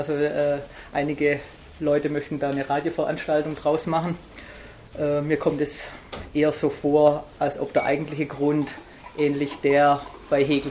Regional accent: Baden-Württemberg, Germany; accent: Swabian; einfach meinen schönen schwäbischen Dialekt der Nachwelt zu erhal

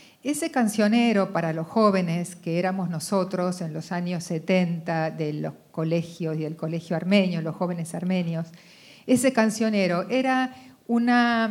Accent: Argentina; que nacimos en la Argentina, somos estos argentinos que fuimos entrenados en esta condición

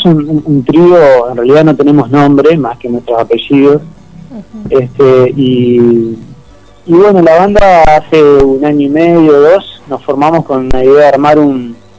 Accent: Concordia, Entre Ríos, Argentina; No, yo estoy en Concordia. Ahí va. Ahí está. Ahí va. Yo soy de Concordia.

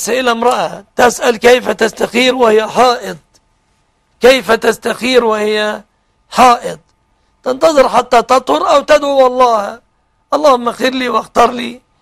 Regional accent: Egypt; بلادنا مصر

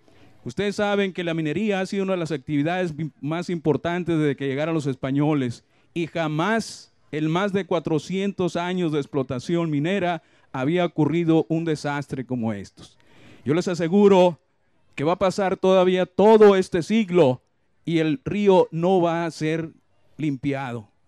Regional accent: Cananea, Sonora, Mexico; born there; yo nací en Cananea y durante toda mi vida me he percatado de todos los daños que causa la actividad minera.

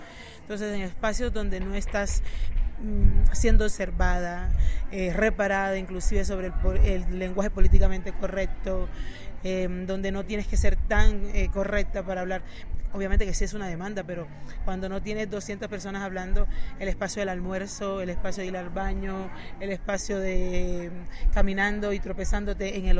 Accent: Cartagena, Bolívar, Colombia; Soy de Cartagena, soy caribeña. Soy una mujer migrante, lesbiana, feminista, antirracista

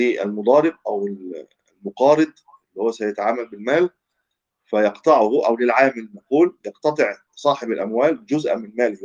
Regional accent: Egypt; هو مشهور عندنا في مصر بالمضاربة أيضا

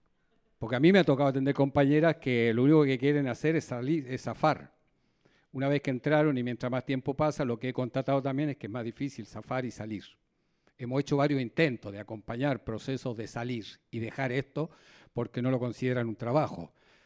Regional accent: Santiago, Santiago Metropolitan Region, Chile; moved away as an adult; now in Argentina; Yo soy chileno y soy santiaguino y tengo dos barrios en mi cabeza, en mi piel, en mi corazón, en mi olfato, ¿no? En mis oídos.

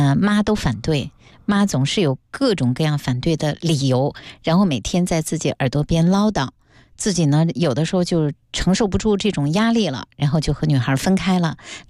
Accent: China; 我们中国人的家庭中缺乏的边界感

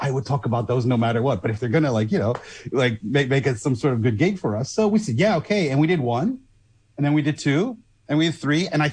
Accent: Netherlands; And as you know, I am from Holland.

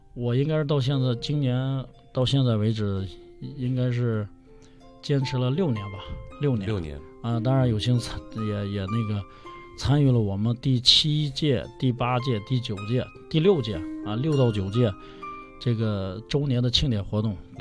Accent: Inner Mongolia, China; moved away as an adult; 我本人呢是，这个我是来自内蒙西部啊，是因为2001年来北京上学，

